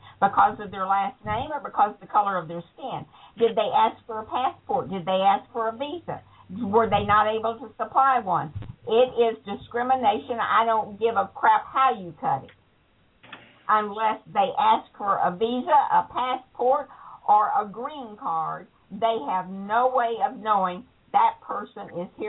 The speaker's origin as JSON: {"language": "English", "region": "the South", "country": "United States", "tie": "born or raised there", "said": "I was raised in the South, where if you were black and walked into a restaurant, they could refuse service to you."}